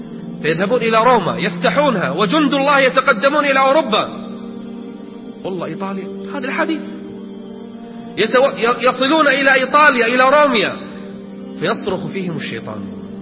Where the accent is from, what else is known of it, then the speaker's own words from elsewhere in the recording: Kuwait; إحنا عندنا بالكويت واحد من زمان يقول أنا